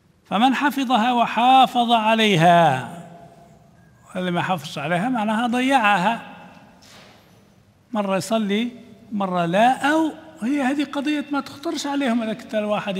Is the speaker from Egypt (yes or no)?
no; Libya; ما كانتش هذه عندنا في ليبيا